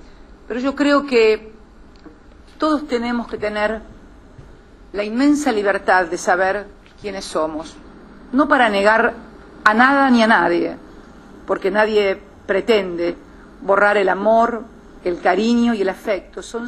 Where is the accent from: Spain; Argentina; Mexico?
Argentina; creo que estamos ayudándonos a nosotros, como argentinos, a ser una sociedad más justa